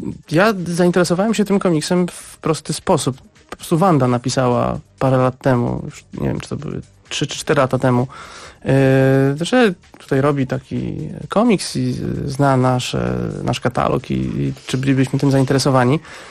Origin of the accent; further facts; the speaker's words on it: Szczecin, West Pomeranian Voivodeship, Poland; Ja jestem ze Szczecina, więc jakoś od razu mnie to zaintrygowało i poczułem jakąś więź przez miasto, w którym oboje się wychowaliśmy.